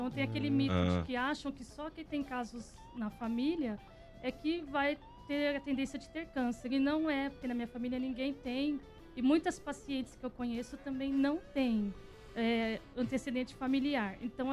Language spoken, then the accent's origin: Portuguese; Santo André, São Paulo, Brazil; now in Mogi das Cruzes, Brazil; Eu sou de Santo André, mas eu moro lá, né?